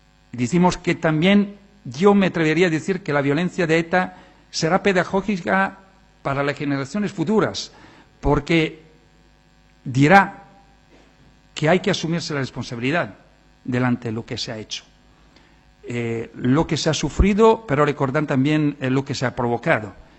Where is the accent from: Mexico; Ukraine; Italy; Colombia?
Italy; Spanish is a second language; En mi país, Italia, que ha sido un país que ha tenido los partisanos